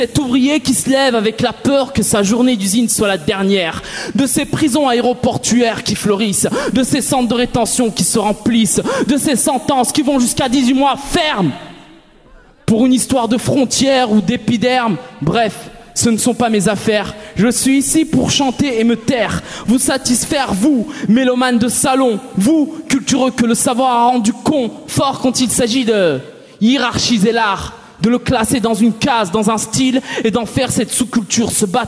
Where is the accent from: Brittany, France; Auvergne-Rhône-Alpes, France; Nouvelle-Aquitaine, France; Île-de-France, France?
Auvergne-Rhône-Alpes, France; Lyon; Je viens de Lyon mais je vais vers l'universel.